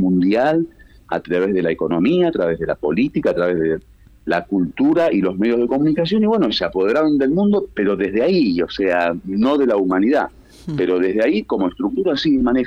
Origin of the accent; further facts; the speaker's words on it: Buenos Aires, Argentina; accent: porteño; Disculpa que soy muy porteño en hablar.